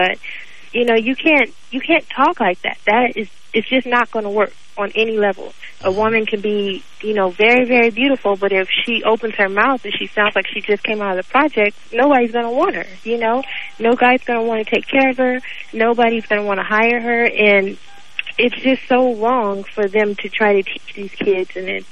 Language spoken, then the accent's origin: English; Los Angeles, California, United States; I grew up in Watts, and a lot of people don't know